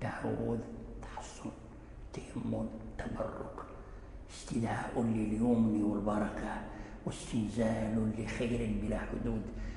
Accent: Morocco; ولذلك جرى العمل عندنا في المغرب

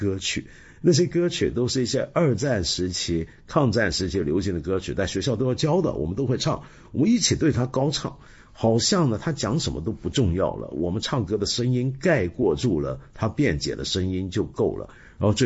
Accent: Taiwan; 这就要说到我小时候。我小时候在台湾接受教育啊

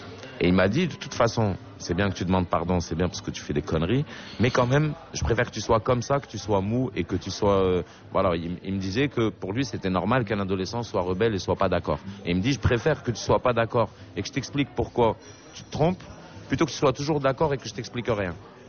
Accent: Algiers, Algiers Province, Algeria; quand j'étais à Alger, parce que j'ai grandi à Alger

